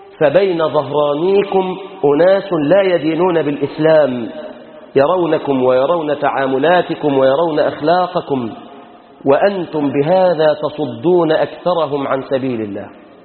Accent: Egypt; اللهم أصلح شأننا في بلادنا مصر، اللهم احفظنا واحفظ بلادنا من كل فتنة وسوء

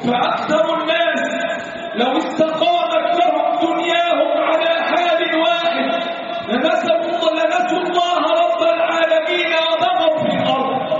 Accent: Egypt; اللهم احفظ بلادنا مصر

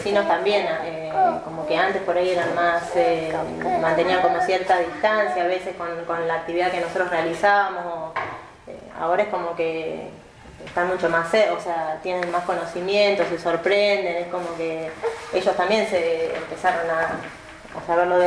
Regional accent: Tandil, Buenos Aires Province, Argentina; yo nací acá en Tandil y quizá mis recuerdos más lindos de la infancia tenían que ver con el campo.

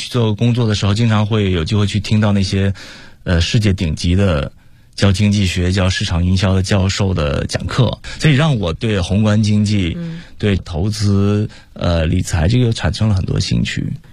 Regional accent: China; 可能当时除了我一个中国人之外，其他都是老外。

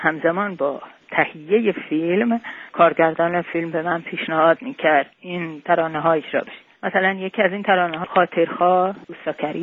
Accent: Tehran, Tehran Province, Iran; born there; moved away as an adult; من در تهران متولد شدم.

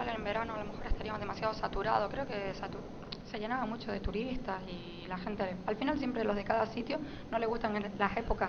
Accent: Canary Islands, Spain; para alguien como yo, que soy canaria y que es pleno océano donde están mis islas

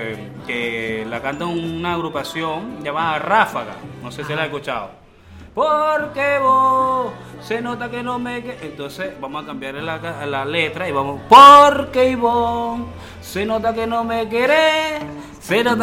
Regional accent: Venezuela; moved away; ¿Sabes que nosotros venimos de Venezuela y en Venezuela llegó todo el mundo?

